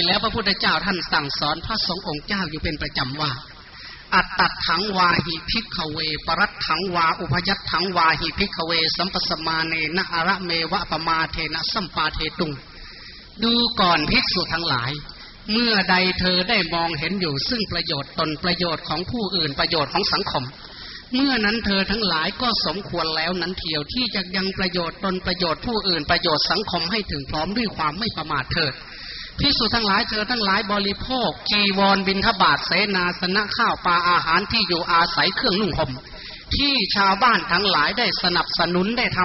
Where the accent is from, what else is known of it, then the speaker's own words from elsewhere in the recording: Kham Ta Kla, Sakon Nakhon, Thailand; อาตมาภาพเป็นชาวสกลนครโดยกำเนิดที่บ้านแพทย์อำเภอคำตากล้าจังหวัดสกลนคร